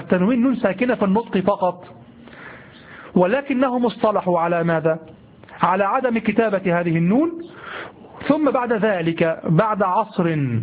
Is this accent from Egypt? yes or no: yes; Egypt; accent: Egyptian Arabic; نحن نقول امبارح في لهجتنا المصرية الدارجة العامية، نقول امبارح.